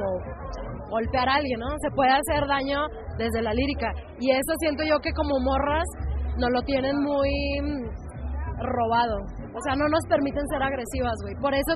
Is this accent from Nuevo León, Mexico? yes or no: yes; Monterrey, Nuevo León, Mexico; porque yo soy de Monterrey, entonces allá se usa mucho